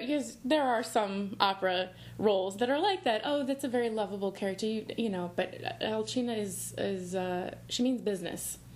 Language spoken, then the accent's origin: English; Granite City, Illinois, United States; now in New Jersey, United States; I'm originally from Granite City, Illinois, which is outside of St. Louis. And now I live in New Jersey with my husband and our dog.